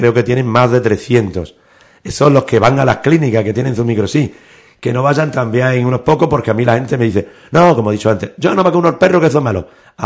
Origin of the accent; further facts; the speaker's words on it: Ubrique, Andalusia, Spain; Aquí en Ubrique se come divinamente, lo dice un ubriqueño que ha estado por todo el mundo, y como se come en mi pueblo, en pocos sitios.